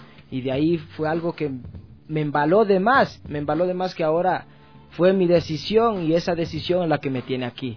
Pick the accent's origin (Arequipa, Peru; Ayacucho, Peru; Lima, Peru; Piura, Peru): Ayacucho, Peru; Pues mi experiencia, pues yo me crié en el norte, en Ayacucho.